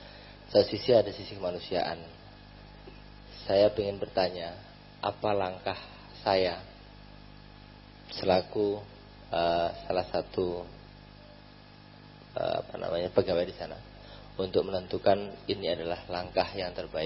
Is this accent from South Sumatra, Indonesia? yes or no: no; Balikpapan, East Kalimantan, Indonesia; Saya dari Balikpapan.